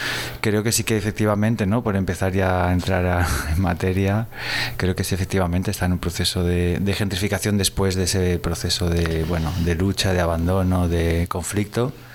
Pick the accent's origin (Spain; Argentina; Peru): Spain; Gandia, Valencian Community; also born or lived in Galicia; yo ya había vivido en Valencia porque en realidad me crié en Gandía, y desde hace ya en los últimos años había estado viviendo en Galicia